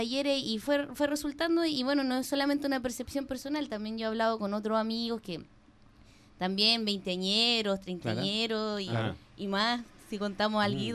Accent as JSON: {"language": "Spanish", "town": "Santiago", "region": "Santiago Metropolitan Region", "country": "Chile", "moved": "yes", "lives_now": "Valparaíso, Chile", "said": "yo soy de Santiago, llegué hace 3 años acá a Valparaíso, un poco más porque mi hermana ya vivía antes aquí, mi pareja también."}